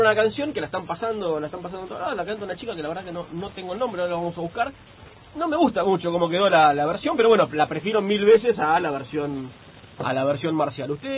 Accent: Rivera, Buenos Aires Province, Argentina; en Rivera, en mi pueblo, allá en el interior de la provincia de Buenos Aires

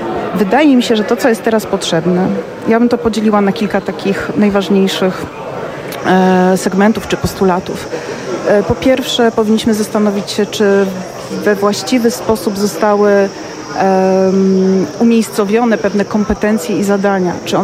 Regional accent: Płock, Masovian Voivodeship, Poland; pochodzę z małego miejsca, małej miejscowości w Polsce, pięknej, Płocka.

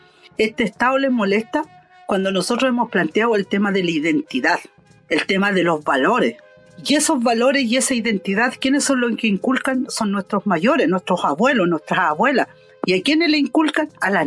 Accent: Purén, Araucanía, Chile; yo vengo de Purén, territorio nauche, de la identidad mapuche.

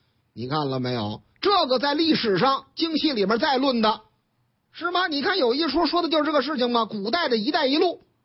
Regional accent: Tianjin, China; 我们老家天津卫的事儿嘛

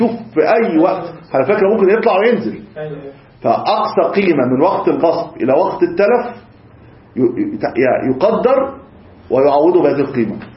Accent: Egypt; إحنا الآن مثلا عندنا في مصر نقد الجنيه

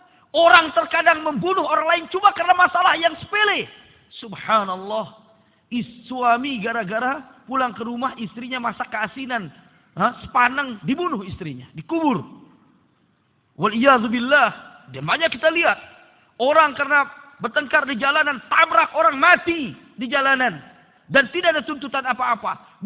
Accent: West Nusa Tenggara, Indonesia; karena ana sebagai orang Lombok juga prihatin dan juga merasa sangat khawatir dengan kondisi yang ada di sana

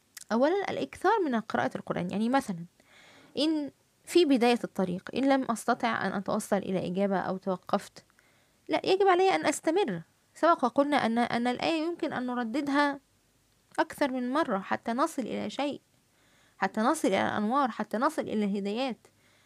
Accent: Egypt; accent: Egyptian colloquial Arabic; في الفيسبوك قد أظهر في فيديو وأتحدث باللهجة العامية المصرية

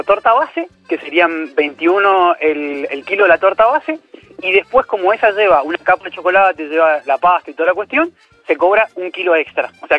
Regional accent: Mendoza, Argentina; yo soy del sur de Mendoza, pero he tenido que mandar hacia Mendoza capital

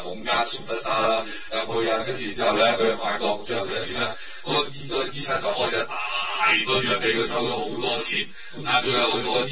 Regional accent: Hong Kong; 譬如我香港人，我都唔係發達啊大佬

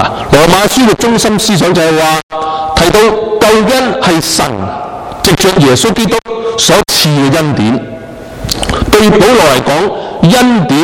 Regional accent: China; 我哋身为中国人，我哋会为咗中国喺政治喺呢一个经济嘅舞台上边起飞

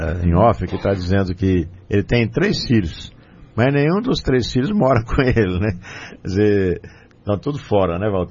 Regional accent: São Paulo, Brazil; now in São José, Brazil; Eu sou paulista, mas sou lá de uma região totalmente diferente. E viemos morar aqui em São José.

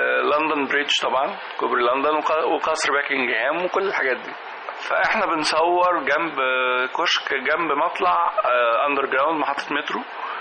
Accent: Egypt; كمصريين كمان بنحب نرغي كتير

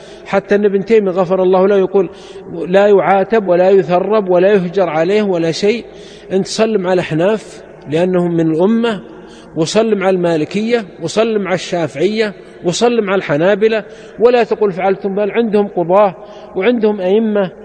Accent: Saudi Arabia; وعندنا في السعودية حنابلة

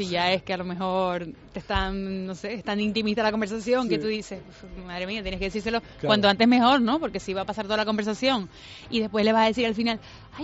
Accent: Spain; los españoles somos los europeos que más música escuchamos a través del móvil.

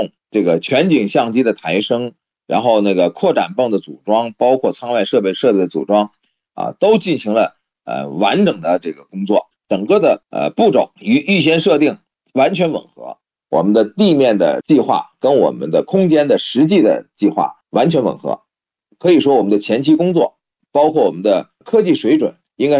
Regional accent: China; 我们还在考察与我们中国人自身特点相关的一些健康的评估

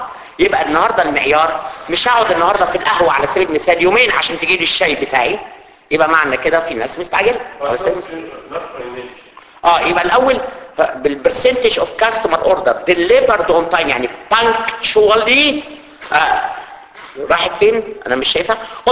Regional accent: Egypt; زي عندنا في مصر كده

